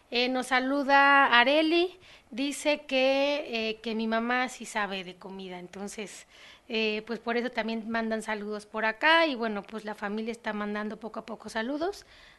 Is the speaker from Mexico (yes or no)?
yes; Tlaxcala, Mexico; yo comentaba que los que somos de Tlaxcala estamos acostumbrados a que nos digan traicioneros